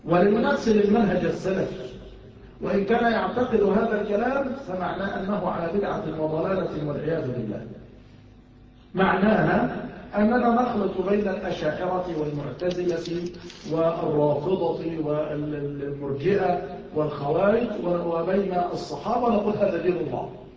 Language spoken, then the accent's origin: Arabic; Mansoura, Dakahlia, Egypt; يعني عندنا في المنصورة